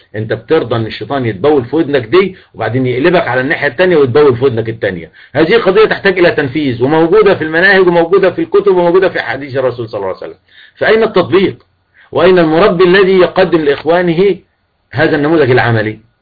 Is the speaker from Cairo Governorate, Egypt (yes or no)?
no; El Mahalla El Kubra, Gharbia, Egypt; born there; also born or lived in Zagazig / Beni Suef / Yemen; انا مسلم مصري اتولدت في المحلة واحب كل اهل مصر وكل وعشت في الزقازيق وعشت في بني سويف وعشت في اليمن